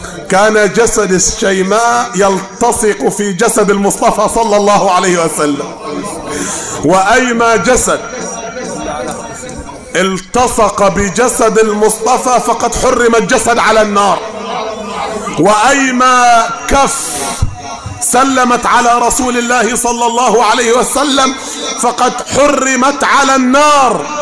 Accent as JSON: {"language": "Arabic", "region": "Upper Egypt", "country": "Egypt", "said": "مع ان المثل ده احنا مش معترفين به عندنا في الصعيد"}